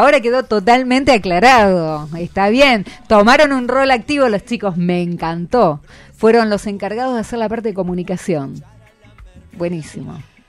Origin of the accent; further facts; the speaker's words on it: Valentín Alsina, Buenos Aires Province, Argentina; yo soy de Valentín Alsina, de la vereda de enfrente de Pompeya. Ah. O sea, yo vivo cerca de ustedes.